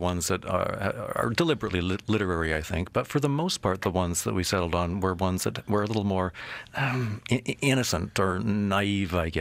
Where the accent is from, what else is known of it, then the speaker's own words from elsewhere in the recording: Winnipeg, Manitoba, Canada; Well, when I was a child, I used to love to read. I grew up in Winnipeg